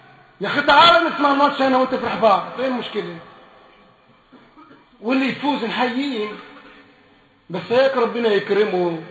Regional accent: Egypt; ولا لاعب من فريق مصر نفعني انا كمصري

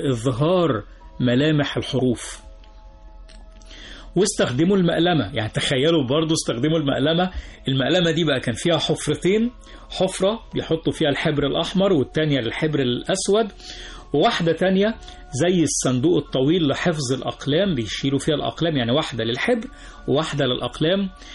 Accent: Egypt; هنلاقي نفسنا راجعين تاني بنفس قوتنا كمصريين في مجال العلم

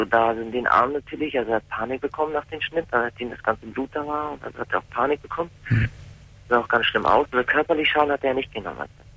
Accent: Hamburg, Germany; Also ich komme aus Hamburg, habe ein sehr schweres Leben gehabt, bin in Problemstadtteilen aufgewachsen, in Asylheim. Ich komme aus dem ehemaligen Jugoslawien

